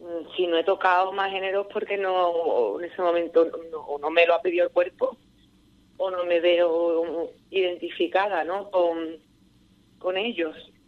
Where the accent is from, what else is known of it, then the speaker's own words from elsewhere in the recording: Seville, Andalusia, Spain; Yo soy de Palmete, de un barrio obrero muy humilde de Sevilla, que cada uno vivía en su casita